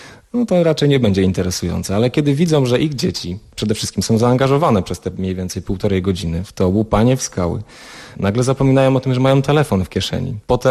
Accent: Lower Silesian Voivodeship, Poland; Miałem to szczęście, że wychowałem się na Dolnym Śląsku i w Sudety jeździłem dość często.

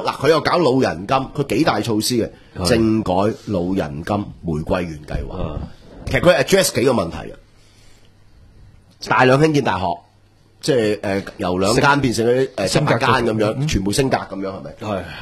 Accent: Hong Kong

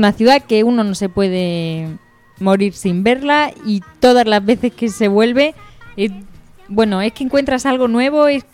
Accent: Spain; a los españoles se nos nota que somos españoles

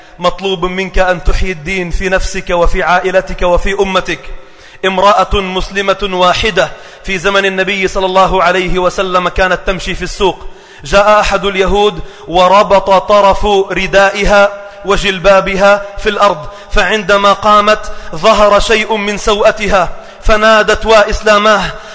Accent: Sidon, South Governorate, Lebanon; بدأنا نرى بعض المناظر على المسبح الشعبي عندنا في صيدا

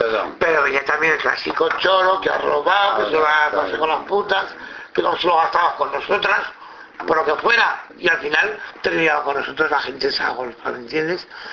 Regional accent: Zaragoza, Aragon, Spain; yo soy de aquí de Zaragoza

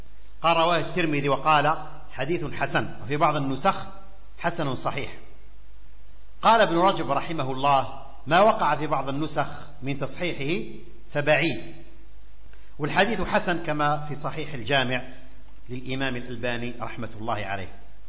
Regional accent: Algeria; في بلادنا الجزائر الطيبة

